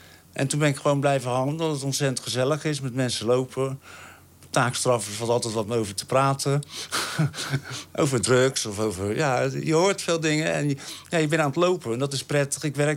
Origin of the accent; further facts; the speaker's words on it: Rotterdam, South Holland, Netherlands; Dat is als stedeling, ik kom uit Rotterdam, is dat heerlijk, ja.